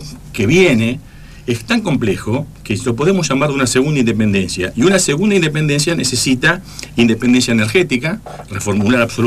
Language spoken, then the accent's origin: Spanish; Esperanza, Santa Fe, Argentina; Yo me he criado en el campo, yo soy, digamos, la compañera santafesina, yo soy de Esperanza, Santa Fe, o sea, conozco en carne propia, porque pasé mi infancia ahí